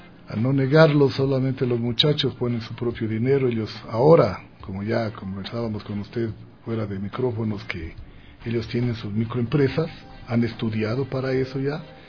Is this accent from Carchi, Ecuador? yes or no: yes; Tulcán, Carchi, Ecuador; Que quería demostrar en mi tierra lo que los tulcaneños fuera de nuestra provincia y nuestro terruño lo podemos hacer